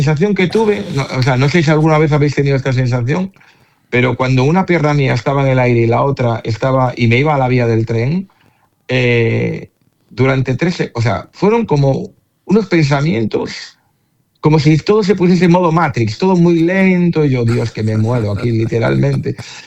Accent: A Coruña, Galicia, Spain; Sí, de Coruña, Coruña, Coruña ciudad.

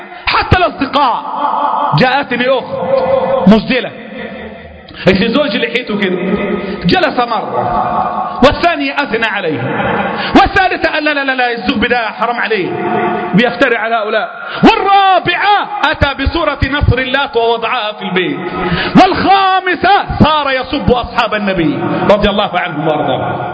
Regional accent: Egypt; الفقر عندنا في مصر فظيع

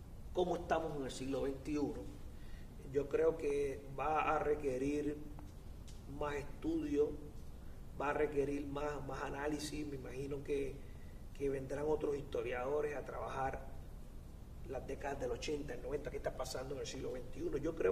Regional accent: Villalba, Puerto Rico; en caso de Villalba, que fue en mi pueblo

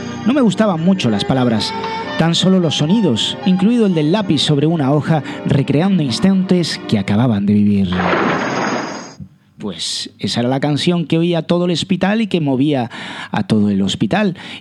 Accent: Canary Islands, Spain; los que somos de Canarias sabemos claramente que está inspirado en Lanzarote

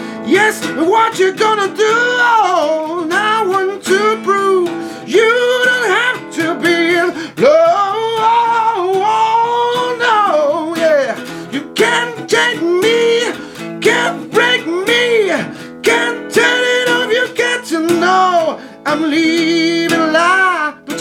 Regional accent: La Plata, Buenos Aires Province, Argentina; Después sí, somos todos de La Plata, sí

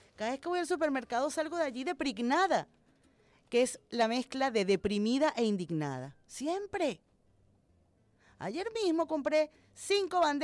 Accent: Caracas, Capital District, Venezuela; entiendo como una venezolana más y como una caraqueña más

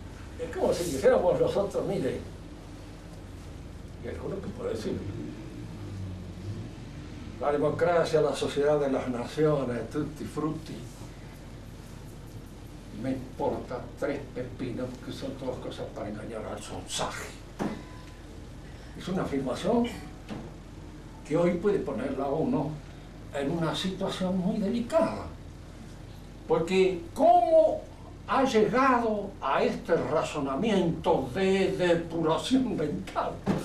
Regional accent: Argentina; Somos argentinos. Aunque nos pese.

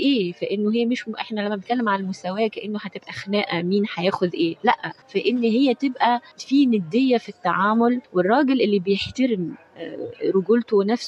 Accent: Tunisia; أنا تونس مثلا، أنا تونسية، تونس تقدمت جدا في حقوق المرأة

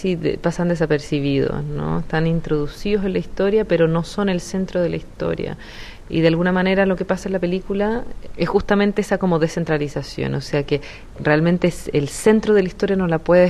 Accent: Santiago, Santiago Metropolitan Region, Chile; yo vivo en la ciudad, soy de Santiago

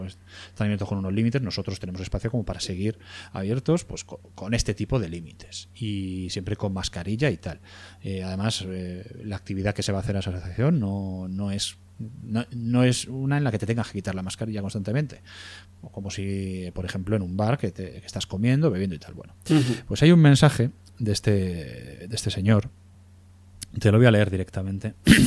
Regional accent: Spain; soy español

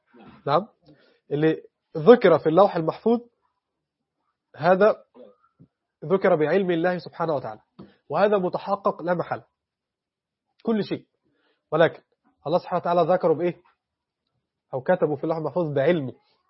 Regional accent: Egypt; أنا مصري، محدش يتكلم معي

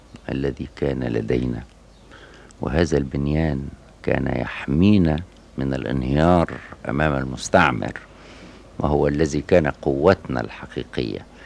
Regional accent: Faiyum, Faiyum Governorate, Egypt; كان فيها القاضي في مدينتي الفيوم إذا مر في الشارع سكتت القهوة

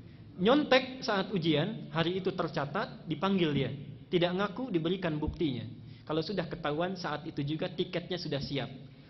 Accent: Banten, Indonesia; Karena tahu saya datang dari Banten

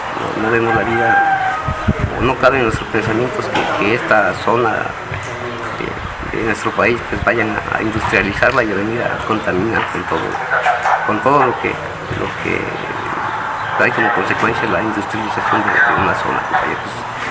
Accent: Mixingo, Mexico; vengo de la comunidad de Mixingo.

